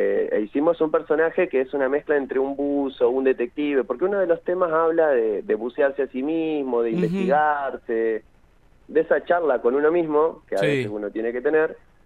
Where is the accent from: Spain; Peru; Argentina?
Argentina; General Pico, La Pampa; now in Santa Rosa, Argentina; yo soy de Pico, ya hace un montón de años que vivo acá, ya soy bastante santarroceño para esta altura.